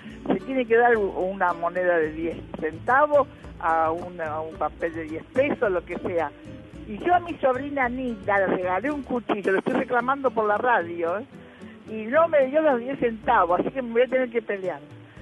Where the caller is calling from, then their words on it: Buenos Aires, Argentina; Buenas noches para Argentina Tiene Historia … de Agronomía.